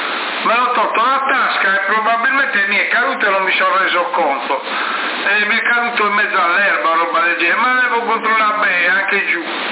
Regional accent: Sardinia, Italy; sono della Sardinia, adelante

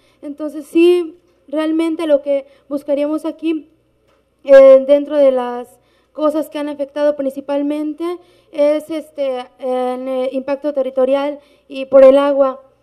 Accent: Veracruz, Mexico; yo soy indígena náhuatl de la Sierra de Songolica, Veracruz

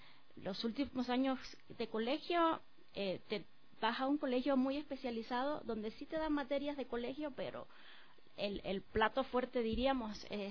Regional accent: Cuba; now in Ecuador; Yo soy, yo nací en Cuba, sí, soy cubana y hace poco me tuve la dicha de también hacerme ecuatoriana, me hice la nacionalidad por naturalización, estoy casada con un ecuatoriano

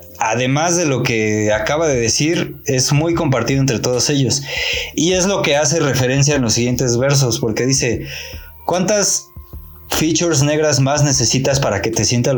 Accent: State of Mexico, Mexico; a mí que soy del Estado de México

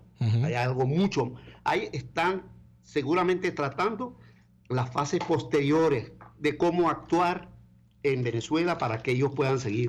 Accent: Aleppo, Aleppo Governorate, Syria; moved away; que acaban de cometer un genocidio en Alepo, en mi ciudad natal.

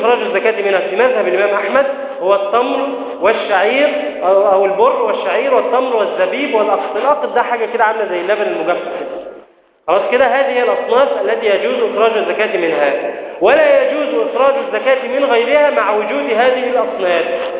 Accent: Egypt; إحنا مثلا عندنا في مصر هنا قوت أهل مصر مثلا الأرز والفول والعدس مثلا

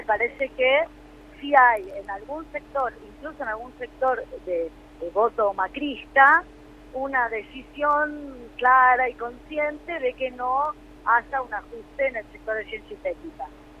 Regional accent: Buenos Aires, Argentina; Nosotros somos de Buenos Aires.

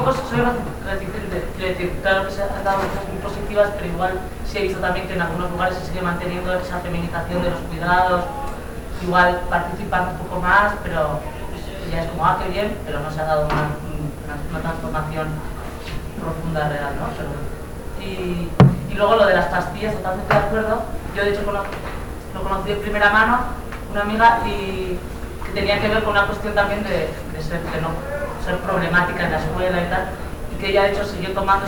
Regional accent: Basque Country, Spain; yo vengo del País Vasco y conozco

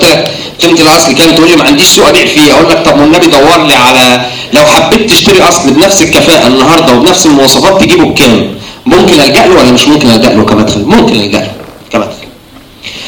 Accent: Egypt; الحاجة الوحيدة اللي احنا قريبة مننا كمصريين في مدخل الدخل

